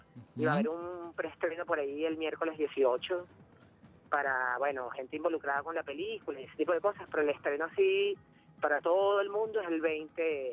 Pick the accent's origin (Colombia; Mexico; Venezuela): Venezuela; Caracas, Capital District; Bueno, casi todos somos caraqueños.